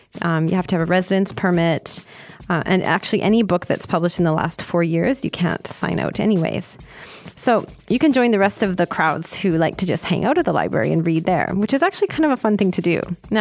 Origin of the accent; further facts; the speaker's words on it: Canada; because I'm too Canadian.